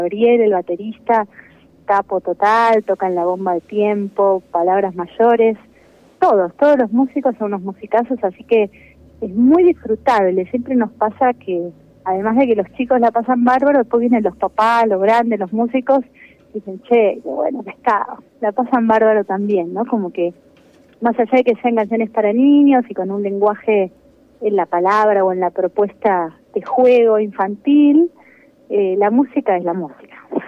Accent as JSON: {"language": "Spanish", "country": "Argentina", "said": "sí, somos latinos, argentinos, y eso siempre se escucha, se siente"}